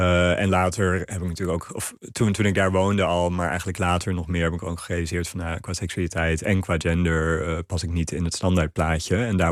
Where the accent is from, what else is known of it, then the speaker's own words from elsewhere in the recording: Sri Lanka; Want ik zat op een internationale school in Sri Lanka, waar ik opgegroeid ben.